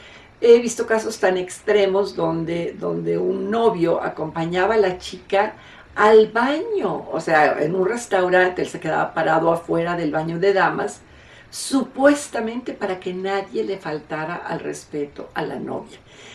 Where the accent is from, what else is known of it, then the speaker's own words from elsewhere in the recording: Mexico; Aquí en mi país, en México, antiguamente nos casábamos